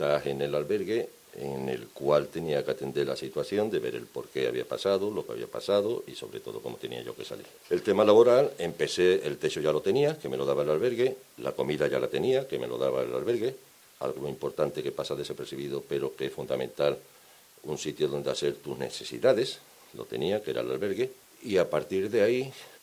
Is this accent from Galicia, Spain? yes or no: no; Seville, Andalusia, Spain; now in Zaragoza, Spain; A mí cuando me preguntan por mi tierra nunca digo soy de Sevilla. Siempre digo soy de Andalucía, sevillano, de Triana, del Tardón.